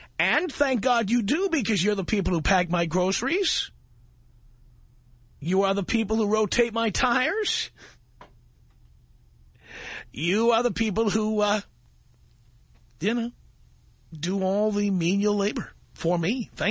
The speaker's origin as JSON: {"language": "English", "town": "Hollywood", "region": "California", "country": "United States", "tie": "born or raised there", "said": "Coming to you from my hometown of Hollywood, California."}